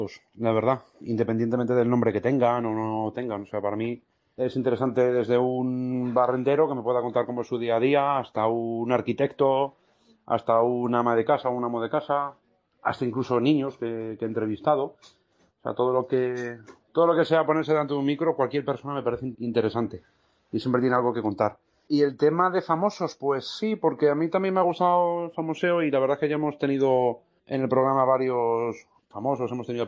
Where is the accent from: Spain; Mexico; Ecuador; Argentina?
Spain; Móstoles, Community of Madrid; estuve colaborando en la emisora municipal de mi pueblo, de Móstoles.